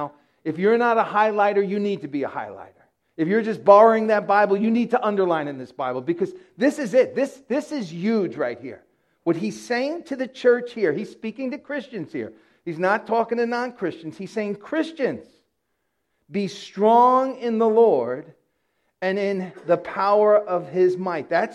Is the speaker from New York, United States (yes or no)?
yes; Yonkers, New York, United States; I'm homegrown. I'm a homeboy. I'm from Yonkers, New York. Grew up here, went to school here, met my wife here.